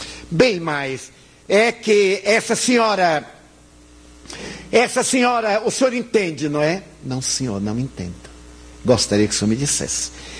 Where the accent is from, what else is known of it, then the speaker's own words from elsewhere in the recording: Bahia, Brazil; Como eu sou baiano, eu devo ter aqui uma boa percentagem, o que eu sou é pálido, não é branco. Eu sou pálido.